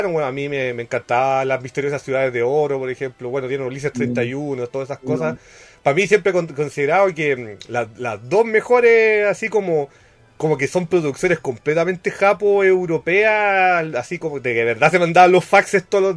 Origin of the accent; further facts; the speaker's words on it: Chile; yo soy el weón más feliz del mundo como chileno que eso sea un producto hecho acá